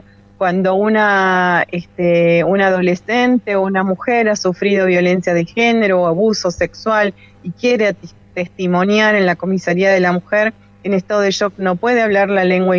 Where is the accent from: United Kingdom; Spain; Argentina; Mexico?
Argentina; Los Toldos, Buenos Aires Province; Nosotros somos de Los Toldos, en la provincia de Buenos Aires, y seguimos siendo mapuches a pesar de la gran distancia que hay entre ustedes y nosotros.